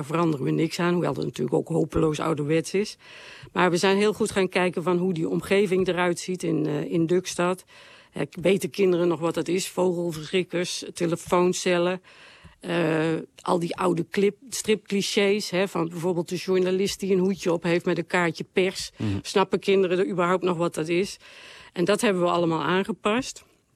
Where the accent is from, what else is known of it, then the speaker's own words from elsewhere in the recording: Tegelen, Limburg, Netherlands; ik kom uit Tegelen, dat is een klein dorpje in Limburg. En ik ben geboren in, heel lang geleden.